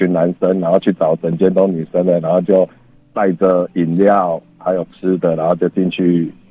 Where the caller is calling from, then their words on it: Kaohsiung, Taiwan; 我是高雄的